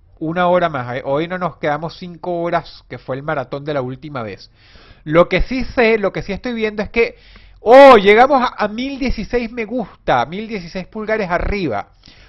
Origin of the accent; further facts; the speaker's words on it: Caracas, Capital District, Venezuela; moved away as an adult; yo era de Caracas. Yo nací en Caracas y hasta los 25 años viví en la urbanización Miranda. Final Avenida del Centro Urbanización Miranda, Caracas, Venezuela.